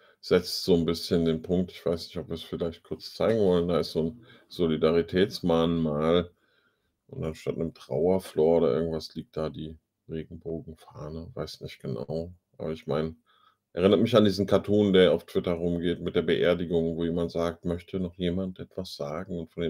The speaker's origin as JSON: {"language": "German", "region": "North Rhine-Westphalia", "country": "Germany", "tie": "born or raised there", "said": "Solingen, Stadt der Klingen. Die Artikel schreiben sich praktisch von selbst. Ich bin da in der Nähe groß geworden."}